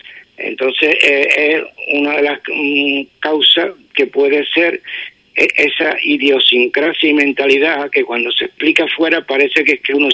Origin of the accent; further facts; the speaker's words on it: Ubrique, Andalusia, Spain; era beneficioso para mi pueblo y para mi obra que se pusiera que es Ubrique.